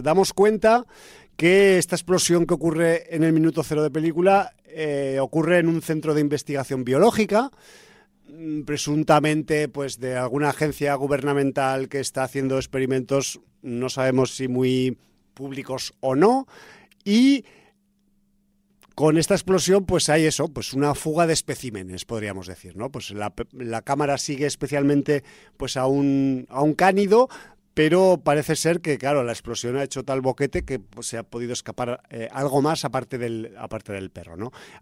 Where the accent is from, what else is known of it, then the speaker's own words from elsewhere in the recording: Zaragoza, Aragon, Spain; born there; en los años 90, había en Zaragoza, mi ciudad natal